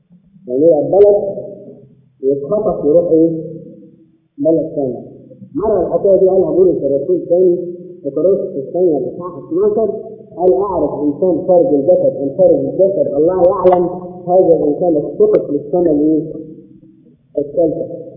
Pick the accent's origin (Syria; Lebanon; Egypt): Egypt; ولو ان احنا كمصريين طبعا بنقول الان